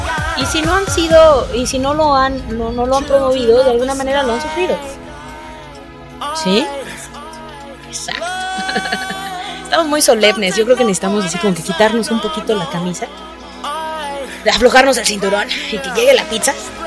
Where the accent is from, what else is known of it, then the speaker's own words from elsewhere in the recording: San Luis Potosí, Mexico; porque todas somos potosinas